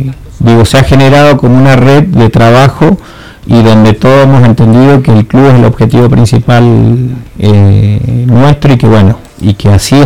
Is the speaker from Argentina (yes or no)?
yes; Argentina; de que podamos nosotros como argentinos, como club y bueno, y como sociedad